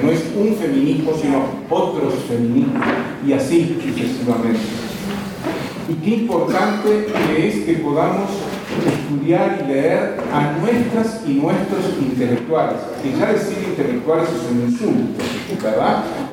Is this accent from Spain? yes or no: no; Uruguay; porque yo soy uruguayo